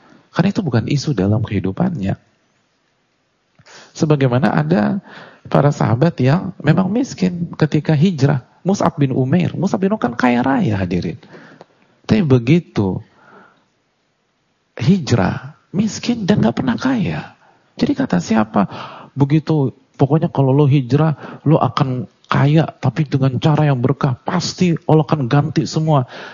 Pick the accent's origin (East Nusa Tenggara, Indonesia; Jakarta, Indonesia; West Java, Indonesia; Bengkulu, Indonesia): Jakarta, Indonesia; Tapi saya lahir di Jakarta dan saya hidup di sini.